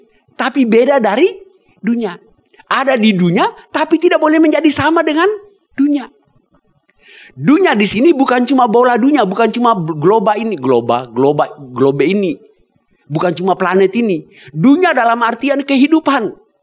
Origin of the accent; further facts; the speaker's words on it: Ambon, Maluku, Indonesia; saya orang Ambon, senangnya lautan.